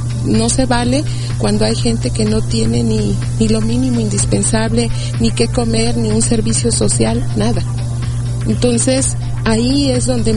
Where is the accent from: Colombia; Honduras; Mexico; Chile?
Mexico; todo lo que no somos nosotros y que sí somos los mexicanos como país, como nación